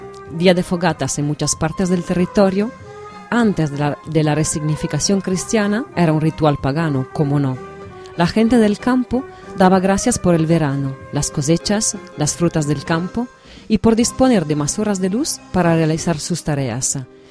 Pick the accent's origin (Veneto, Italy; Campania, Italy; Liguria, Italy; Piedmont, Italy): Veneto, Italy; Venice; Spanish is a second language; En mi tierra, la hoguera veraniega no era la noche de San Juan, sino la del Redentore, la fiesta que celebra cada tercer fin de semana de julio en Venecia.